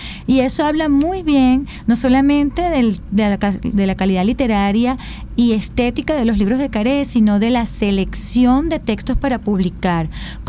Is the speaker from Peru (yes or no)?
no; Venezuela; el orgullo que siente uno como venezolano